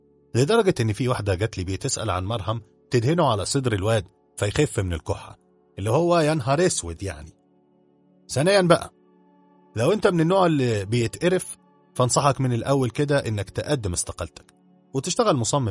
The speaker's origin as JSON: {"language": "Arabic", "country": "Egypt", "said": "المهم كعادتنا كمصريين بننبهر بالحاجات دي ولينا حق الصراحة"}